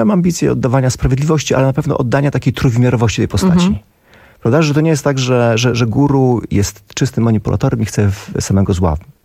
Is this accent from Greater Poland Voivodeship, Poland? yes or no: no; Białystok, Podlaskie Voivodeship, Poland; Ja pochodzę z Białegostoku, więc on jest ode mnie parę lat starszy.